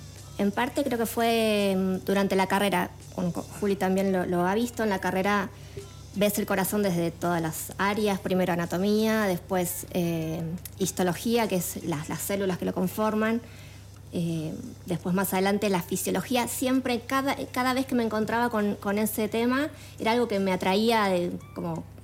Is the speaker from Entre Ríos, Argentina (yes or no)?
no; Morón, Buenos Aires Province, Argentina; yo soy de Buenos Aires, de zona oeste. De Morón, viví toda mi vida en Morón y hace un año y tres meses me mudé con mi familia acá, por estos lados.